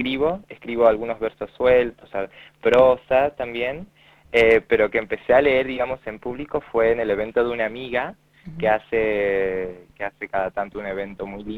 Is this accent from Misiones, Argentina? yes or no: yes; Misiones, Argentina; now in Vicente López, Argentina; Hace 6 años Bien. Que vivo acá en Vicente López, porque Bien. Soy de Misiones en realidad.